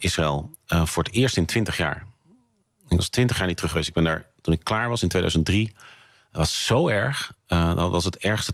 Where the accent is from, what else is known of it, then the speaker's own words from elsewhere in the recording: Amsterdam, North Holland, Netherlands; Dat als Amsterdammer heb ik flink wat vrienden en kennissen die Jood zijn.